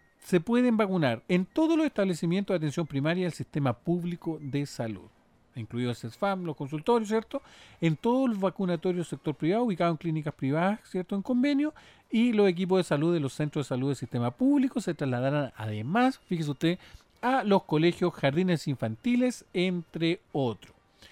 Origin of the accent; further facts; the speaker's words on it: Chile; ¿Cómo somos los chilenos y las chilenas como consumidores?